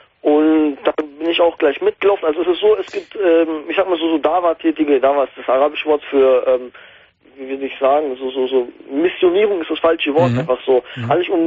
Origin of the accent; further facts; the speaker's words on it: Germany; weil ich dachte, okay, in Deutschland lebe ich bin aufgewachsen, ich bin halber Deutscher. Ich meine, die Deutschen akzeptieren mich nicht als Deutscher, obwohl ich, wenn ich sogar einen deutschen Pass hätte mittlerweile, habe ich immer noch einen türkischen Pass